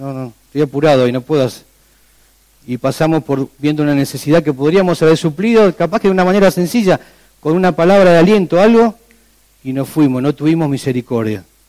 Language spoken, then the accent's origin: Spanish; Argentina; decimos, no me voy a meter, soy argentino. Esa es la frase nuestra.